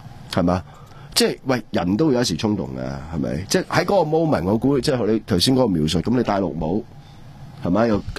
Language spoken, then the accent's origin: Cantonese; Hong Kong